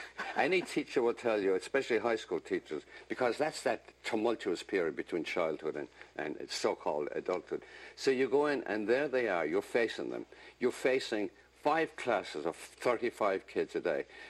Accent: Ireland; Because, I'm Irish.

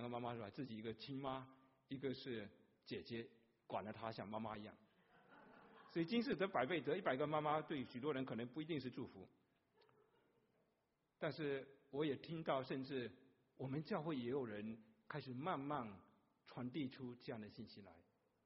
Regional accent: China; 我们从大陆来切苹果都是一点点薄薄的一点点切哦

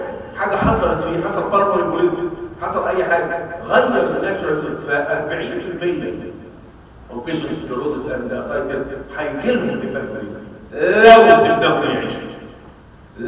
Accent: Egypt; البساتين عندنا في مصر هي الحته اللي بيدفنوا بيها الناس

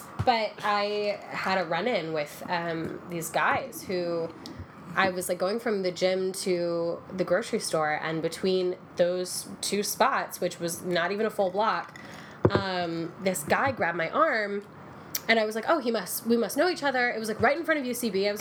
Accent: Texas, United States; I am from Texas. Yeah.

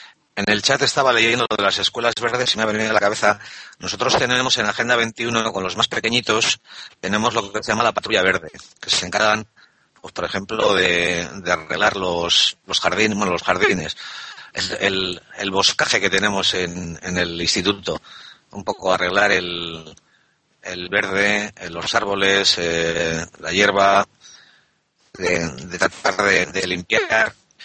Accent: Bilbao, Basque Country, Spain; Yo recuerdo de crío en Bilbao, en las calles de Bilbao, las bolsas de basura se apilaban en las aceras sin ningún tipo de protección, a pelo.

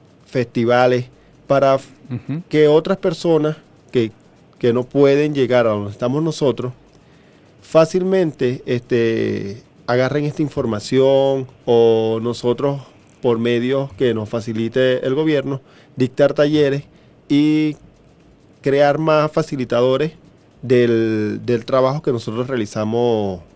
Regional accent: Venezuela

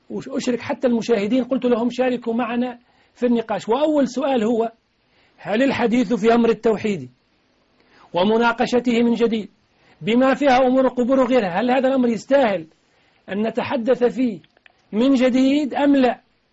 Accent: Tunisia; رئيس بلدي تونس

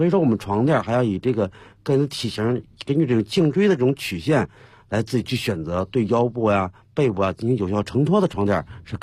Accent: China; 就是为什么说我们中国人，尤其我们国内，还很多人在崇尚一种思想

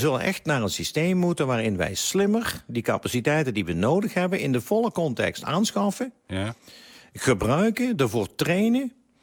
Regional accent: Netherlands; Dat wij misschien als Nederlander iets meer naar voren hangen.

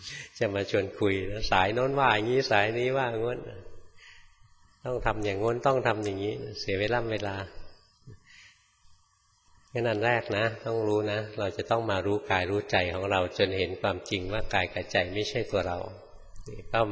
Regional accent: Bangkok, Thailand; born or raised there

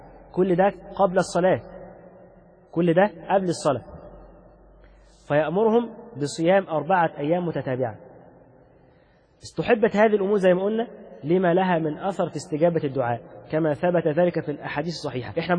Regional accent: Egypt; شوف لما احنا بالنسبة لنا حتى كمصريين بسبب كثرة المعاصي اللي انتشرت فينا

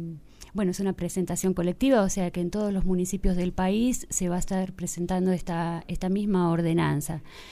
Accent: Toay, La Pampa, Argentina; yo soy de aquí de Toay, perteneciente a la comunidad Mapuche Ranquel Toay, de la Lonco Juana Vila.

